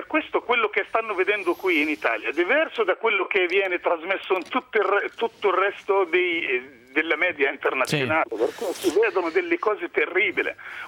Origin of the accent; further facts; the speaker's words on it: Haifa, Haifa District, Israel; Io sono di Haifa comunque.